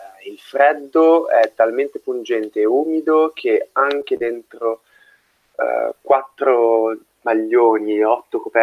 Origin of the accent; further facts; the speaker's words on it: Milan, Lombardy, Italy; Da milanese sono abbastanza abituato all'umidità, al freddo, al grigio, alla pioggia.